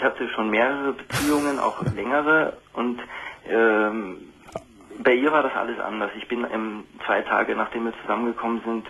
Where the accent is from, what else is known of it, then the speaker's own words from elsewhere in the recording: Krefeld, North Rhine-Westphalia, Germany; now in Vienna, Austria; Naja, ich komme aus Krefeld